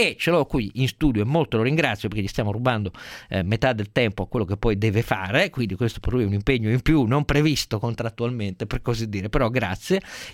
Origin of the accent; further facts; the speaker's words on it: Turin, Piedmont, Italy; quella coltre nera che mi colpì in maniera terrificante quando ero ragazzino a Torino